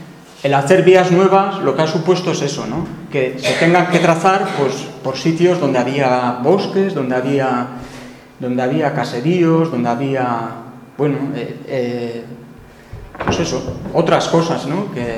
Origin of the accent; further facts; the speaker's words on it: Tolosa, Basque Country, Spain; aunque el sector papelero, yo vengo de Tolosa, pues se fue a pique, ¿no?